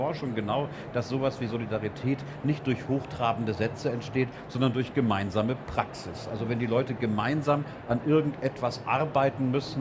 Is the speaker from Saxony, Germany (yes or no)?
no; Gelsenkirchen, North Rhine-Westphalia, Germany; In meiner Jugend in Gelsenkirchen gelebt